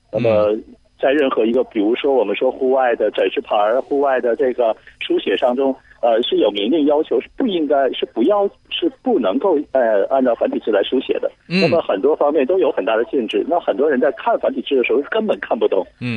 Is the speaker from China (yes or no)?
yes; China; 因为作为内地人来讲，我们从小受的教育